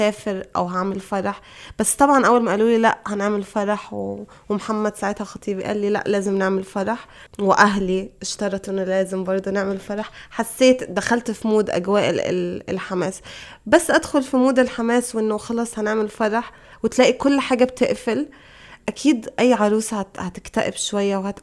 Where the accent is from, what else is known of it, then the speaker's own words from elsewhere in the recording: Egypt; بعدين طبعا إحنا عندنا في مصر الفرحة والإشهار